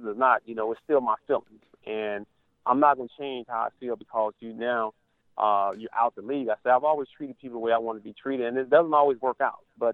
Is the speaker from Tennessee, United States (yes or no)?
yes; Tennessee, United States; and I've kind of picked up my home state team, Tennessee Titans